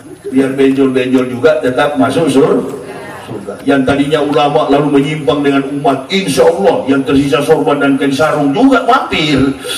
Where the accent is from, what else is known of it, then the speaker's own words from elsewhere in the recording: Manado, North Sulawesi, Indonesia; Saya orang Sulawesi, orang Manado.